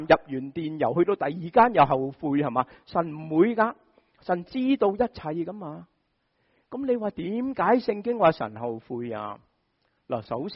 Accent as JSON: {"language": "Cantonese", "region": "Shanghai", "country": "China", "said": "我哋上海人就会讲乜嘢啊"}